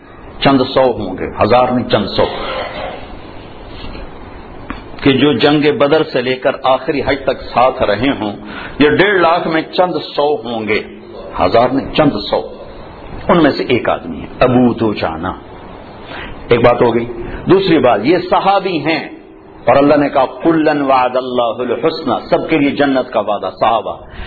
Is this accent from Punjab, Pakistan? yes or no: yes; Punjab, Pakistan; میں چونکہ پنجاب کا ہوں، دیہات کا ہوں،